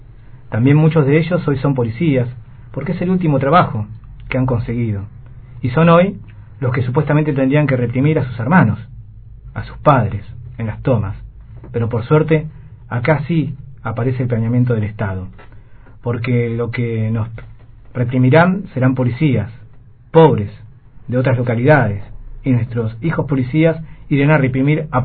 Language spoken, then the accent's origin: Spanish; Río Negro, Argentina; Nosotros, como ciudadanos argentinos